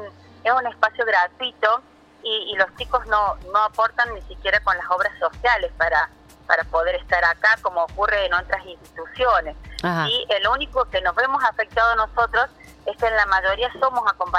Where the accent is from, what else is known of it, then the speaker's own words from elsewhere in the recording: La Falda, Córdoba, Argentina; No, nosotros somos de La Falda y estamos atrás del hospital de La Falda.